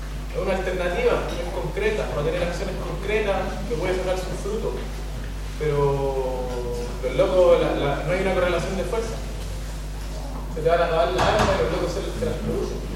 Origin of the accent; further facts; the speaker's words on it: Chile; Yo soy chileno, mapuche